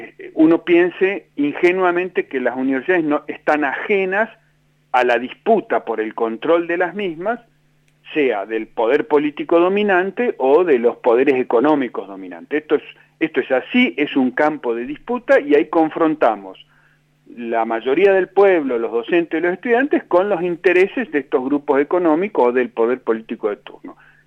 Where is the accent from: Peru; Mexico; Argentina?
Argentina; Neuquén; Yo soy de Neuquén, imagínese